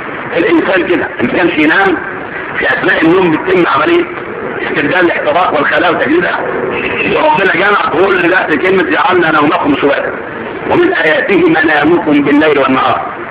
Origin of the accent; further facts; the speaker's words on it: Egypt; ورا ودنك الشمال كده متجه ايه اللي عندنا في مصر بالذات